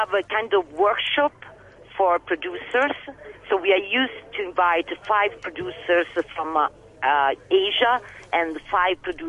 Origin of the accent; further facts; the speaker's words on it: Italy; Since we are from Italy, you know, we are particularly in love with melodramas.